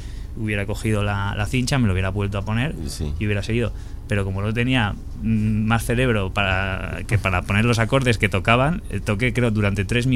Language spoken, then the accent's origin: Spanish; Logroño, La Rioja, Spain; aparecer en mi tierra, en Logroño, ahora mismo